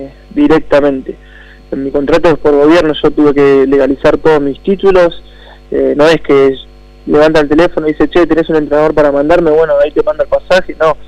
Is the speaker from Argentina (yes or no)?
yes; Argentina; nos nombran a nosotros como argentinos de mucho carácter